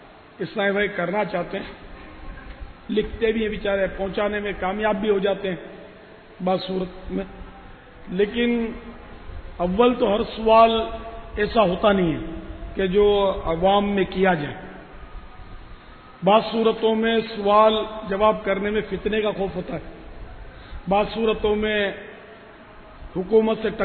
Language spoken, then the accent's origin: Urdu; Karachi, Sindh, Pakistan; born there; میں تو اصلاً نسلاً پاکستانی ہوں، میری تو پیدائش ہی باب المدینہ میں ہوئی ہے